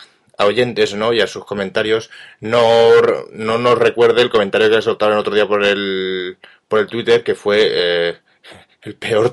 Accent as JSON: {"language": "Spanish", "region": "Catalonia", "country": "Spain", "said": "Es que soy catalán, como al Salva."}